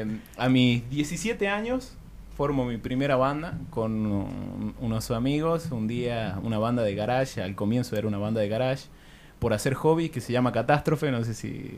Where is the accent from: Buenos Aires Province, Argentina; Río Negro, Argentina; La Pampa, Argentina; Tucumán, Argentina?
Tucumán, Argentina; now in La Rioja, Argentina; yo soy de Tucumán, aclaro, cuando me vengo acá a La Rioja